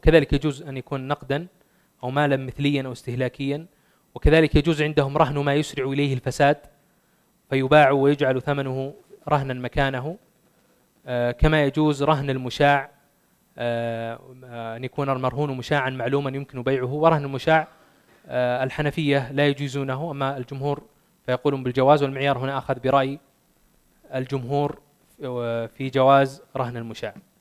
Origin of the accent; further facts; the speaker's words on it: Saudi Arabia; وهي موجودة في الرهن العقاري المسجل عندنا في السعودية